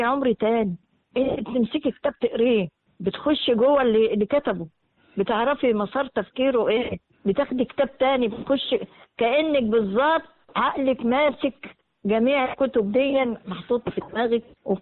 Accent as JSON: {"language": "Arabic", "town": "Mansoura", "region": "Dakahlia", "country": "Egypt", "said": "عندنا في المنصورة."}